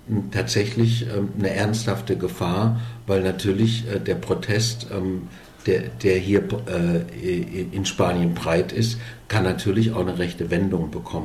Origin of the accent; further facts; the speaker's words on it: Germany; Ja, und ich war als Deutscher unglücklicherweise ein bisschen zu früh